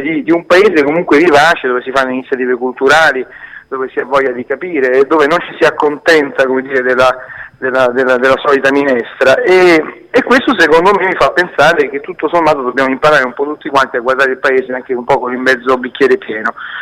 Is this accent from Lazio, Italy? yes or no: yes; Lazio, Italy; tornando ancora una volta nella mia terra, che è quella Pontina, sebbene io sia di origine napoletana